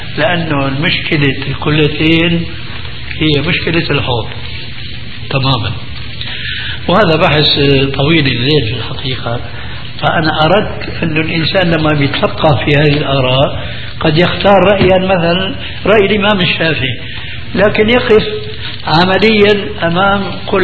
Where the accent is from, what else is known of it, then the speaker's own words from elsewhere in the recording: Syria; والله يمكن فقيه مثل كان عندنا في الشام المفتي الذي قبل هذا